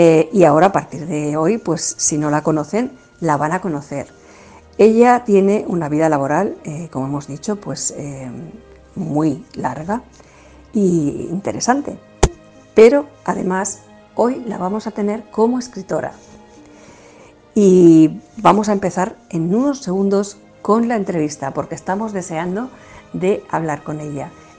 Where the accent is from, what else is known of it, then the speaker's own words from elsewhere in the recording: Catalonia, Spain; pues como catalana, que también soy catalana medio andaluza, o sea que, pero bueno, vivo en Cataluña